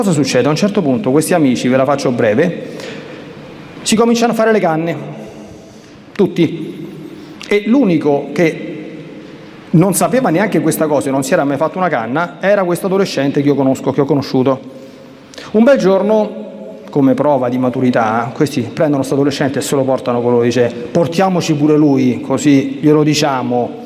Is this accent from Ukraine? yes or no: no; Latina, Lazio, Italy; born there; io sono nata a Latina, è patrona dell'Agro Pontino.